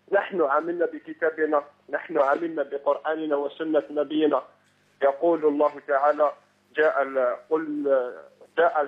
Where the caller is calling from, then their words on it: Algiers, Algiers Province, Algeria; من الجزائر العاصمه